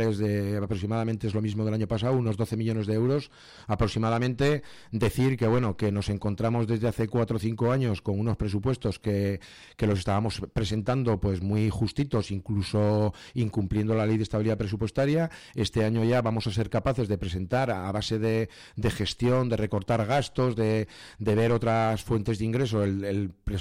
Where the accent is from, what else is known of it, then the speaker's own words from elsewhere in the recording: Tudela, Navarre, Spain; así como yo lo he dicho en dos frases que necesito para mi pueblo, en Tudela es mucho más complejo